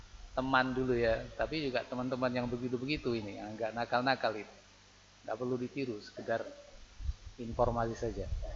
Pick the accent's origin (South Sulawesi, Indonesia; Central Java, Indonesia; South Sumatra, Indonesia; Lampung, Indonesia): Central Java, Indonesia; Temanggung; saya dari Temanggung enggak tahu kondisi sini. Tapi sama, di Temanggung juga begitu.